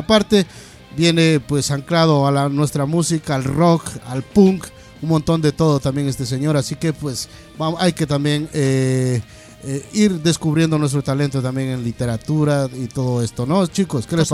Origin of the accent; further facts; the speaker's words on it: Aranjuez, Community of Madrid, Spain; Es que yo vengo de Aranjuez, entonces pues imagínate, se me va por allá.